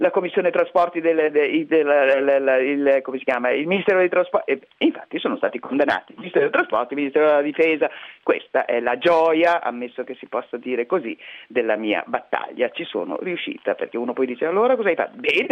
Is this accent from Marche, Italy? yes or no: no; Mantua, Lombardy, Italy; Sono nata a Mantova insieme a mio fratello, lui aveva 2 anni più di me, e abbiamo fatto tutto insieme, le scuole